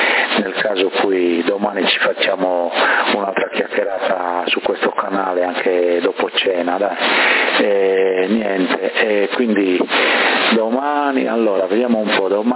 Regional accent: Bonorva, Sardinia, Italy; now in Sassari, Italy; da ragazzo non vivevo a Sassari allora, no? E io vengo da Bonorva, quindi là avevamo la vigna, per cui da ragazzino aiutavo

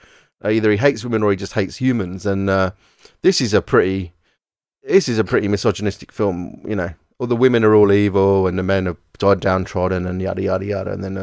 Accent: California, United States; I'm from California.

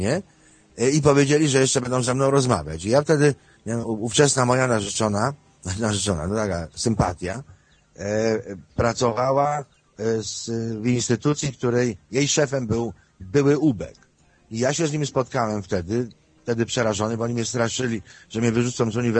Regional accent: Lesser Poland, Poland; born there; urodziłem się na granicy z Zakopanem

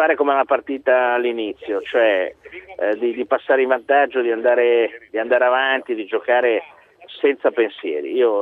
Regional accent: Liguria, Italy; visto che io sono ligure

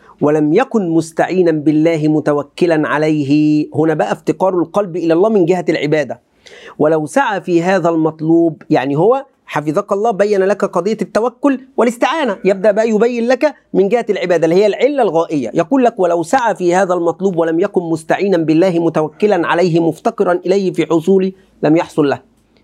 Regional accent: Egypt; accent: Egyptian; دايما كلمة بقى هذه تأتي على لساني سبحان الله كمصري. اللهجة المصرية تغلب.

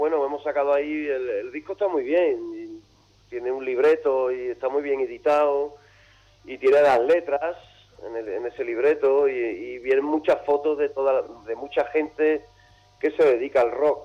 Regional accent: Seville, Andalusia, Spain; born there; uno ha nacido en España, Sevilla, el sur, Andalucía, y hablo castellano, y canto en castellano

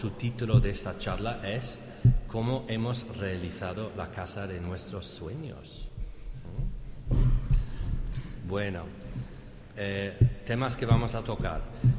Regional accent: England, United Kingdom; accent: English; Spanish is a second language; Espero que entre mi acento inglés y el resfriado que tengo me podáis entender.

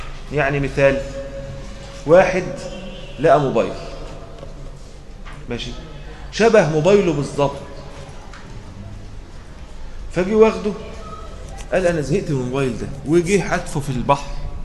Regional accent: Egypt; فاحنا كمصريين اخلاقنا كريمه شويه، وايديهم ايدينا يعني بحبحه شويه

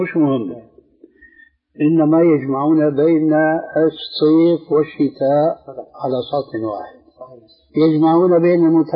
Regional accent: Syria; كما يقولون أيضا عندنا في سوريا بصوت أحمدي يعني واسع في حرية كاملة

